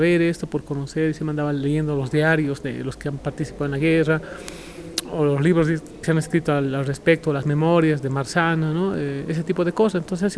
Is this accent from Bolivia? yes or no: yes; Bolivia; Nosotros como sociedad boliviana, nuestros abuelos, y nosotros también